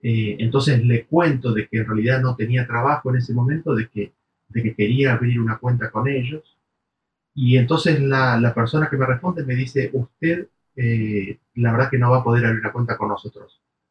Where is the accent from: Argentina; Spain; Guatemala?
Argentina; Estaba viviendo en el exterior, volví a mi país de origen, Argentina